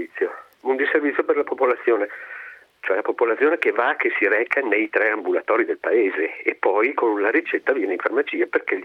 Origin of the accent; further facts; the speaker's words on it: Castion, Veneto, Italy; mi rendevo conto che creava un disagio alla popolazione del mio paese. Il paese si chiama Castion e è a 3 chilometri circa dalla città di Belluno